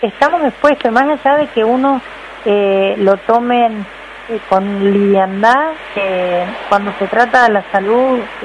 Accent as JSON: {"language": "Spanish", "town": "Ceibas", "region": "Entre Ríos", "country": "Argentina", "tie": "born there", "also_born_or_lived": "Villa Paranacito", "said": "yo nací en Ceibas, en un pueblo en el campo, donde se hacía ganadería."}